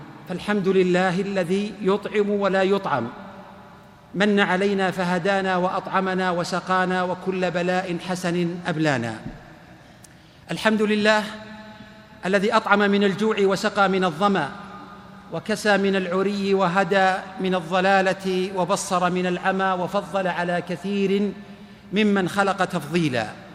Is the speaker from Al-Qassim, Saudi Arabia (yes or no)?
yes; Ar Rass, Al-Qassim, Saudi Arabia; خرجت اليوم 8:00 من الرس مدينتي، ووصلت لجدة 12:00